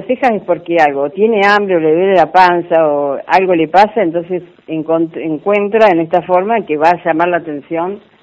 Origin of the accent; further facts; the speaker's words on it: Córdoba, Argentina; uno como argentina y yo cordobesa, que yo estoy acostumbrada a dar un beso, allá no, el sistema es distinto.